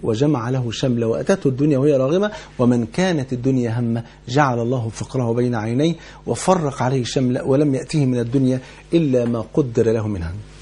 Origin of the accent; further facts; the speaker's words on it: Egypt; وانت عارف يعني الفول عندنا في مصر كان فرض عين يعني